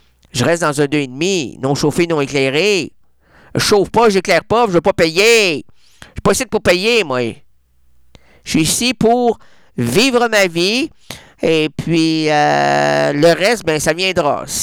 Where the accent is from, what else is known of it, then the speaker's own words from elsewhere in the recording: Trois-Pistoles, Quebec, Canada; Moi, je viens de Trois Pistoles.